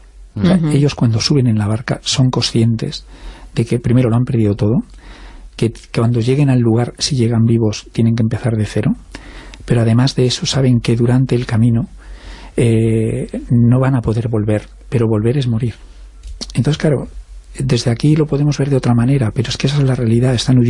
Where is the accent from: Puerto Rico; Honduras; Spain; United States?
Spain; Galicia; moved away; como gallegos hemos tenido que salir